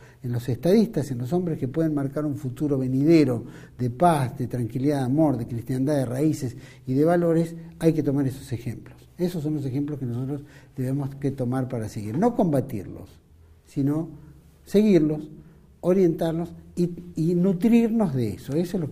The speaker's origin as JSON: {"language": "Spanish", "country": "Argentina", "said": "Nosotros como argentinos, muchos compartían, muchos no"}